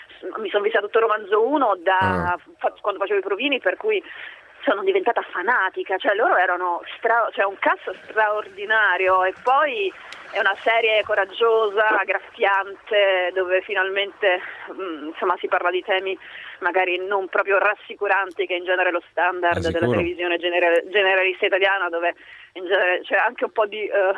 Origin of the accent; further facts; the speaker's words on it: Caserta, Campania, Italy; La mia madre è proprio italiana, sono del sud, io campana, casertana.